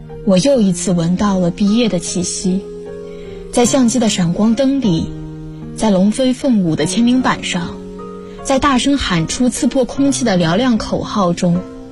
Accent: Dazhou, Sichuan, China; now in Nanjing, China; 来自四川达州。我在南京大学，距离我的家乡1328公里。

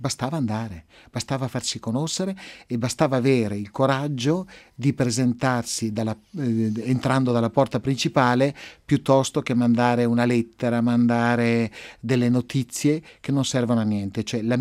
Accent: Legnago, Veneto, Italy; born there; Io sono nato a Legnago di Verona, un paese di 30.000 abitanti, dove c'è un'imprenditoria più artigianale che industriale.

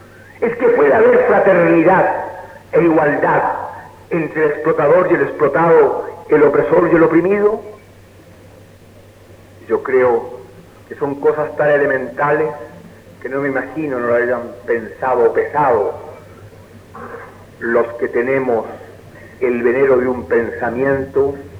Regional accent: Chile; me honro como masón y como chileno

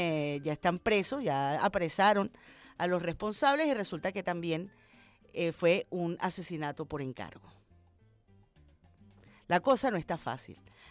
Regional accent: Venezuela

